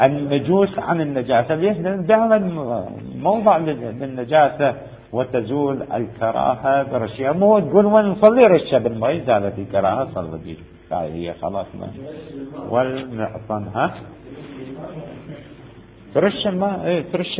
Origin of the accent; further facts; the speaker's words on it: Iraq; الكورة عندنا الكورة احنا يسموها كورة عندنا بالعراق